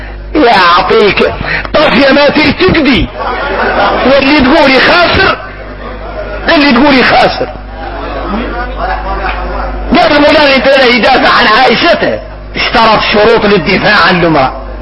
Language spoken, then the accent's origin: Arabic; Mauritania; انا اكون موريتاني.